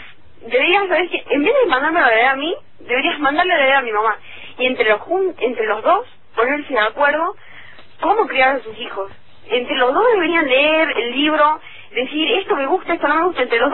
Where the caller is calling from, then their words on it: Tucumán, Argentina; de Tucumán.